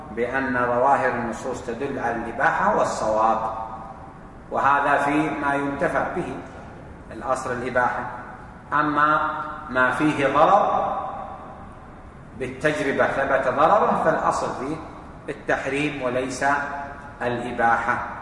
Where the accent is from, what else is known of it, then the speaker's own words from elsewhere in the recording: Saudi Arabia; فإذا قال بعتك بألف عندنا في السعودية هنا معناه بعتك بألف ريال